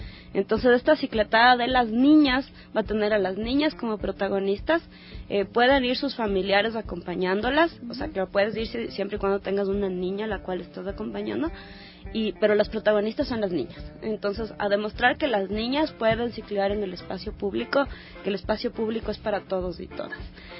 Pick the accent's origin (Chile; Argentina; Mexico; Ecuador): Ecuador; Estamos súper emocionadas por eso, imagínense, como mujeres ecuatorianas, estar ahorita organizando esto.